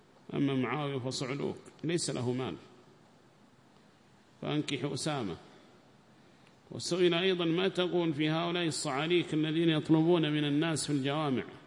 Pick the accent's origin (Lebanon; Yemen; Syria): Yemen; وهكذا عندنا في اليمن